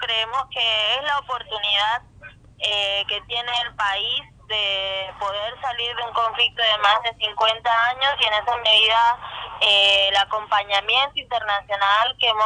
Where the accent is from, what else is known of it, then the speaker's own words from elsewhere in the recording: Colombia; los derechos que tenemos como colombianos y colombianas de participación política